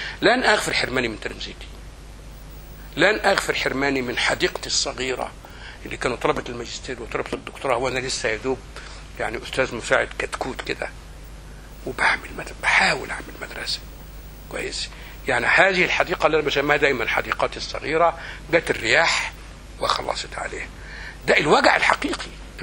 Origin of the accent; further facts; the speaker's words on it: Egypt; الإخوان حاجة كبيرة قوي كانت في مصر، الشعبة في حافة مغرب بالك ليها قريتي